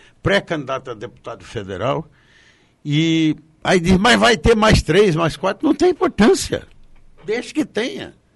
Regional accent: Foz do Iguaçu, Paraná, Brazil; minha terrinha querida, Foz do Iguaçu.

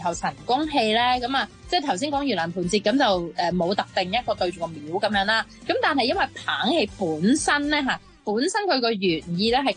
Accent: Guangdong, China; 但係即係始終呢啲都係我哋廣東人啦

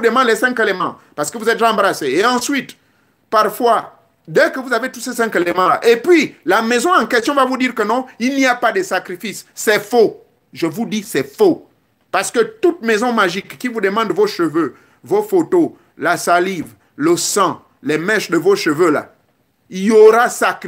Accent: Gabon; chez moi au Gabon

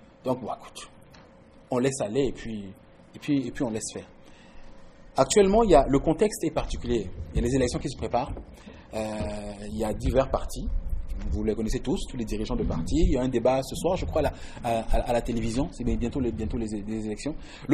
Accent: Quebec, Canada; douter de notre capacité, notre en tant que Québécois, à se révolter.

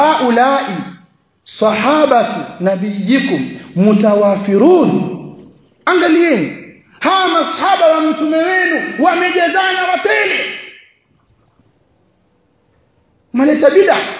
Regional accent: Tanga, Tanga Region, Tanzania; Mwaikumbuka kule kwetu Tanga inafanywa sana hiyo.

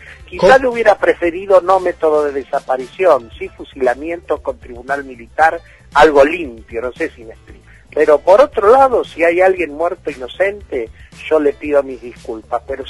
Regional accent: Argentina; Yo como argentino nunca voy a permitir un régimen marxista en la Argentina.

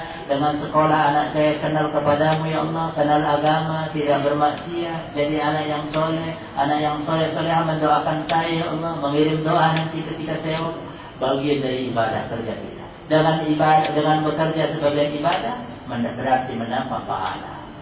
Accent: Medan, North Sumatra, Indonesia; ada cerita ini dari kampung saya, dari Medan

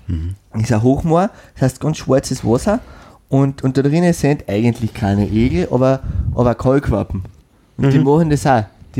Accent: Carinthia, Austria; Es gibt bei mir daheim, wo ich herkomme.

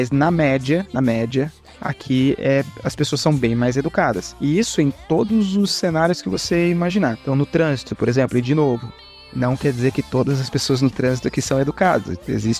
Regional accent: Quebec, Canada; Eu sou de Quebec.

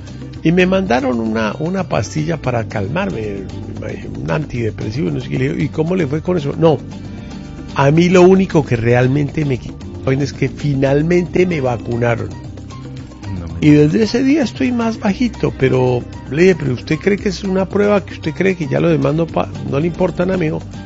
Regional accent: Bolivia; now in Colombia; Yo soy boliviano y soy... Yo soy ciudadano de este país

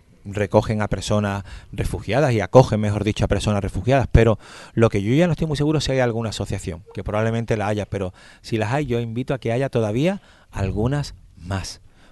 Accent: Andalusia, Spain; porque yo soy de Andalucía y conozco esa asociación

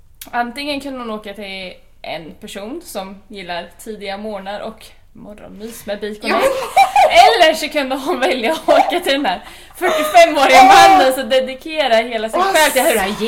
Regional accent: Gothenburg, Västra Götaland County, Sweden; han förstör min uppväxt där i Göteborg

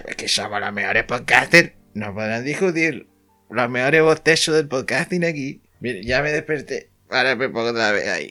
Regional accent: Canary Islands, Spain; Nosotros somos más canarios que los plátanos.

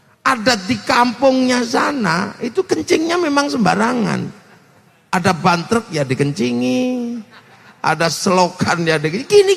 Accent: Yogyakarta, Special Region of Yogyakarta, Indonesia; Saya orang Jogja

